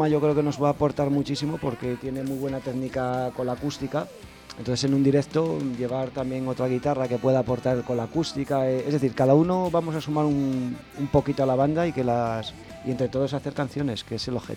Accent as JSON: {"language": "Spanish", "region": "Asturias", "country": "Spain", "said": "pero yo soy de Asturias"}